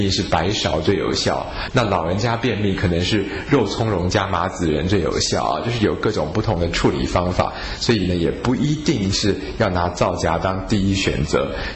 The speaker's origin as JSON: {"language": "Chinese", "country": "China", "said": "比如说我们中国人说皂这个字其实是黑色的意思啊"}